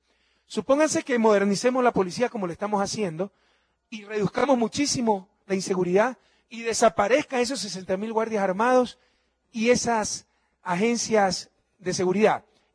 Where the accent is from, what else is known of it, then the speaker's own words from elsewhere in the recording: Ecuador; todos los ecuatorianos que pagamos 3 mil millones de dólares.